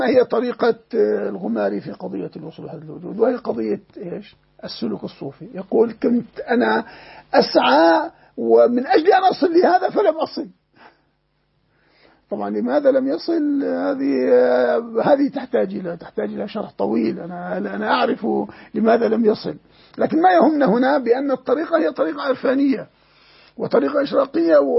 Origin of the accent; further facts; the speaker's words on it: Jordan; وعندنا في الأردن مثلا